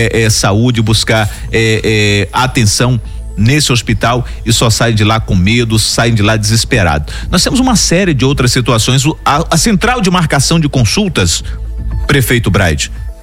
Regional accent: São Luís, Maranhão, Brazil; Eu como Ludovicense, espero que dê certo

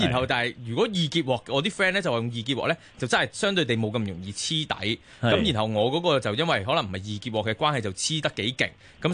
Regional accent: China; 同我哋中国人嘅主食器皿咧

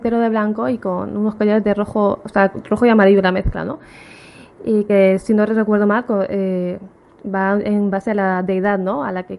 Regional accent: Alicante, Valencian Community, Spain; Yo soy de Alicante, no sé si te lo he dicho.

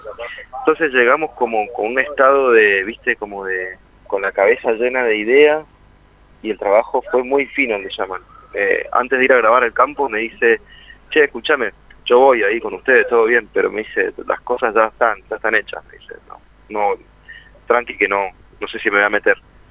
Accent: Mendoza, Argentina; now in Buenos Aires, Argentina; porque nosotros venimos de Mendoza y en Capital, estamos viviendo en Capital ya hace muchos años

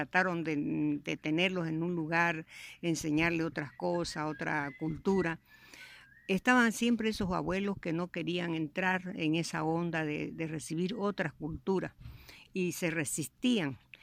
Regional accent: Santiago de Chiquitos, Santa Cruz, Bolivia; born there; nací en Santiago de Chiquitos, un pueblo fundado por los padres jesuitas en el año 1754.

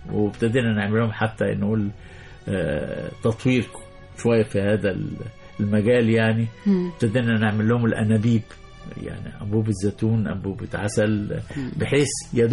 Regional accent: Egypt; طب احنا مصريين بقى

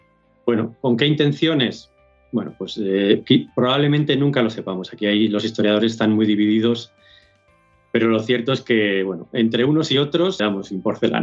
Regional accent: Castile and León, Spain; yo soy de Salamanca y bueno, pues mi pueblo está muy cerquita de los Arapiles, lo conozco bien, trabajo mucho allí.

